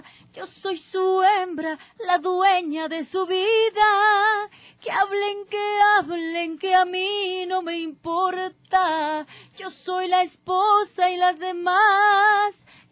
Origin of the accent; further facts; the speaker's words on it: Ecuador; no soy de Colombia, soy ecuatoriana.